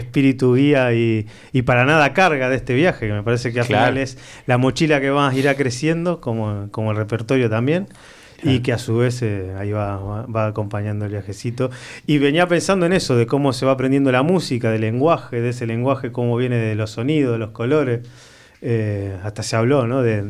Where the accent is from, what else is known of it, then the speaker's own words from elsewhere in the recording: Argentina; Entonces, como buen argentino, siempre empiezo hablando un poquito de más.